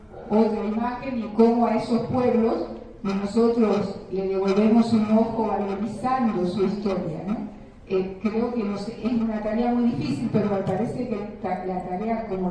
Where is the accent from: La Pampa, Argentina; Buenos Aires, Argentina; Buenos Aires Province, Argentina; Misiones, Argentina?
Misiones, Argentina; Vengo de Misiones y ver a los guaraníes vendiendo muñequitos hechos pedazos, habitantes de esa tierra